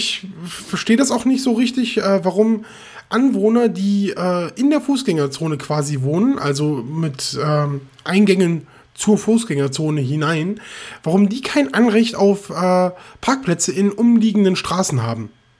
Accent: Rhineland, Germany; auch nicht gebürtig so aus Norddeutschland, aber ich komme aus dem Rheinland

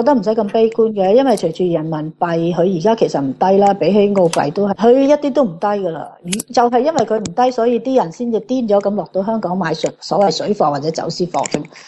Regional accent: Australia; 即係我哋澳洲人可能可以係俾多20% 或者買貴少少都我哋願意

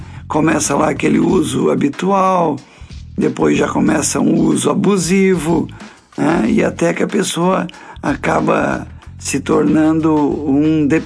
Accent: Balneário Piçarras, Santa Catarina, Brazil; Eu sou nascido e criado aqui em Balneário Piçarras, né?

